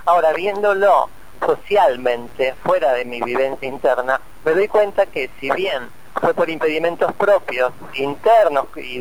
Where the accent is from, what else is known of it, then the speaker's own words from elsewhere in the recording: Bahía Blanca, Buenos Aires Province, Argentina; also born or lived in La Plata; now in New York, United States; Me fui a vivir a La Plata, yo soy de Bahía Blanca, primero fui a La Plata a hacer psicología, porque no estaba en Bahía Blanca, estuve un semestre en La Plata, después fui a Buenos Aires, terminé la carrera y me fui a vivir a Nueva York.